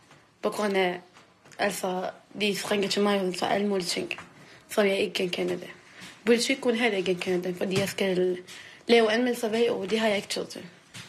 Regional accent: Iraq; Danish is a second language; now in Copenhagen, Denmark; Landet? Irak. Ja, Irak. Og så bor jeg her for 12 år siden eller 13 år siden. Jeg kom med mine forældre.

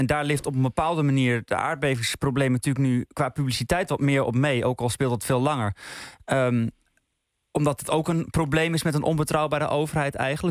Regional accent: Overijssel, Netherlands; Ik ben import, ik woon in de stad, ik ben in Overijssel opgegroeid.

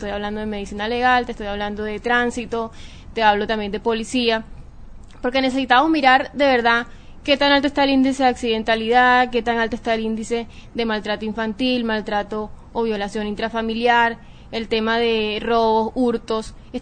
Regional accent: Santa Marta, Magdalena, Colombia; Yo soy Samaria.

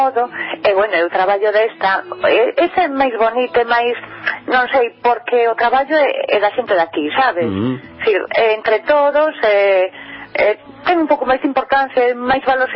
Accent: Lira, Galicia, Spain; eu son de Lira

